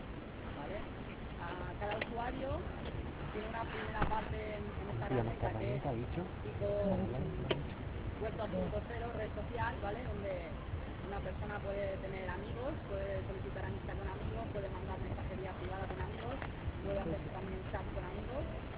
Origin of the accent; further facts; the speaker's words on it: Alicante, Valencian Community, Spain; somos de Alicante.